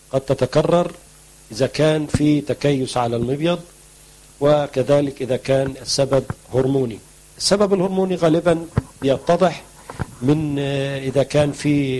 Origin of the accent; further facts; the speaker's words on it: Egypt; لقاح النخل اللي بنسميه عندنا في مصر الدكر أو غبار الطلع